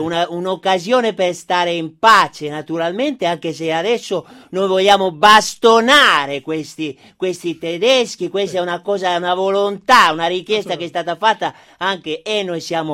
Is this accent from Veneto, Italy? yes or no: yes; Treviso, Veneto, Italy; No, sono del Treviso, del Treviso originale. Del Treviso, solo che questo è un accento che ci hanno, diciamo così, imposto